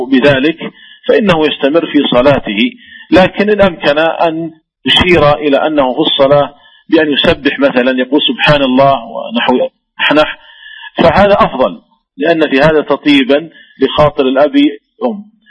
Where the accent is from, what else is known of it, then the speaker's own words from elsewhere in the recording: Saudi Arabia; وذلك لأن الشركات عندنا في المملكة العربية السعودية تخرج الزكوات